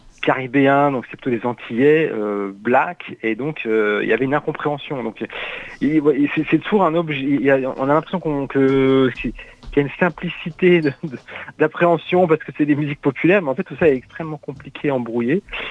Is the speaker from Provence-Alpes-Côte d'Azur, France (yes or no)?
yes; Marseille, Provence-Alpes-Côte d'Azur, France; Moi je suis de Marseille